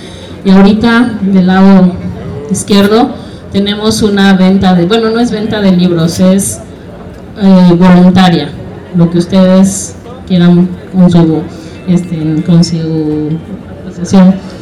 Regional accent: Veracruz, Mexico; Yo vengo del estado de Veracruz, por la delincuencia igual estoy aquí.

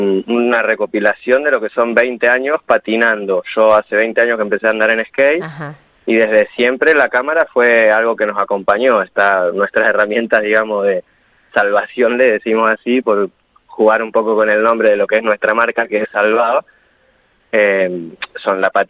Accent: General Pico, La Pampa, Argentina; Había hecho algunas en General Pico, de donde yo soy oriundo

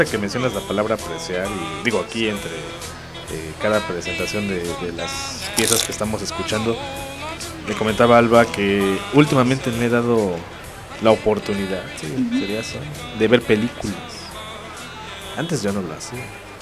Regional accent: Mexico; De que creo que como mexicanos ya teníamos una mente mucho más abierta

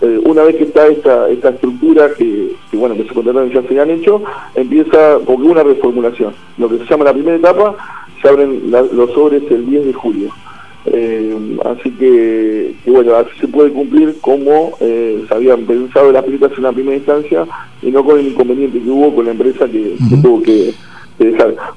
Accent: Azul, Buenos Aires Province, Argentina; Justamente los otros días yo me estuve acercando a otros pueblos, yo soy de Azul

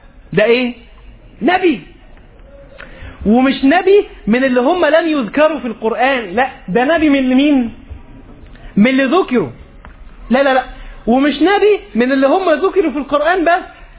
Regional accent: Egypt; بمعنى عندنا في مصر بيقولوا ايه

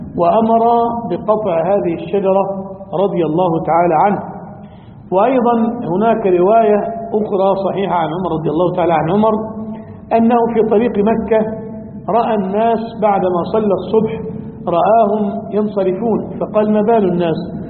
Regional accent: Egypt; له قبر عظيم المزار عندنا في مصر

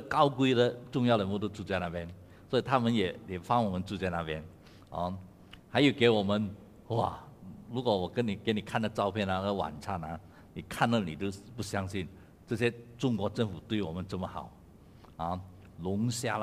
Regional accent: Malaysia; 我老远从马来西亚过来呢

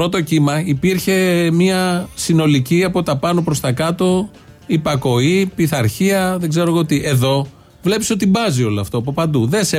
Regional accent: Athens, Attica, Greece; επειδή εγώ ήμουν και από την Αθήνα

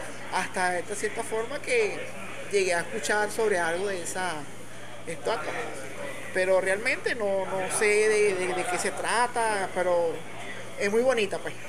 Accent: La Vega, Capital District, Venezuela; Yo soy de La Vega, parroquia La Vega. … tengo 46 años. De cierta forma, el tiempo que tengo viviendo La Vega

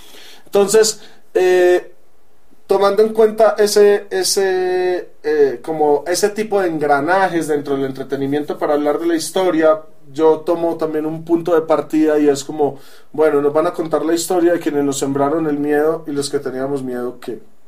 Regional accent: Medellín, Antioquia, Colombia; accent: paisa; Provengo de Colombia, de Medellín específicamente. Mi acento se lo recordará a muchas personas que tal vez hayan oído el famoso acento paisa

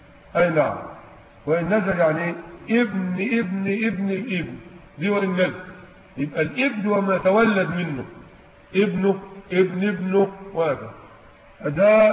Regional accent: Egypt; لكن عندنا في مصر يقضون بالوصيه الواجبه

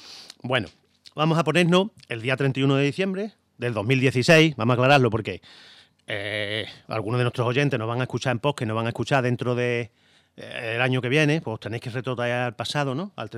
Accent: Jijona, Valencian Community, Spain; de turrón bueno, de Gijona, turrón de mi tierra.

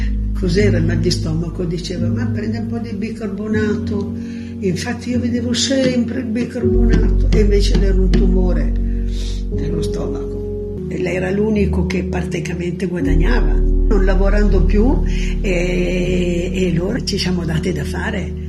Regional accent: Casale Monferrato, Piedmont, Italy; born there; sono nata a Casale Monferrato il 6 novembre del 1931.

